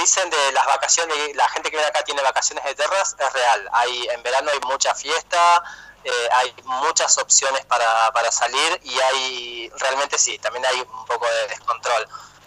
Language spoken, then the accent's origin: Spanish; Santa Rosa, La Pampa, Argentina; No, a ver, yo soy santarroseño. Nací en Santa Rosa, soy pampeano.